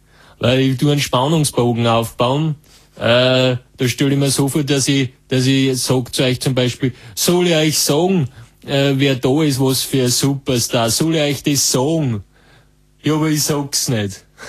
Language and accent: German; Vorarlberg, Austria; ich komme aus Vorarlberg zum Teil